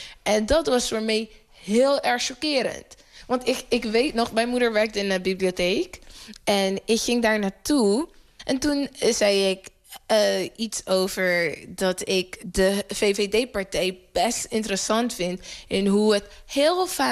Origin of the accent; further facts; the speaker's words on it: Netherlands; En dat wij als Nederlanders in het algemeen dat mening delen van, oh ja, dat ging best fout.